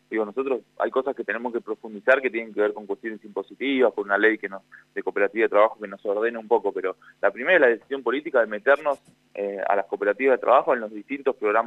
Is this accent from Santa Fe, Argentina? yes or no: no; Buenos Aires Province, Argentina; yo soy de Provincia de Buenos Aires